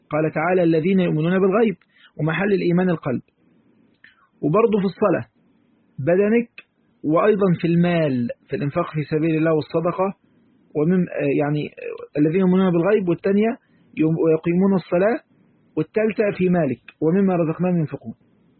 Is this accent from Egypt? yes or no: yes; Egypt; عارفين كلمة حلواني عندنا في مصر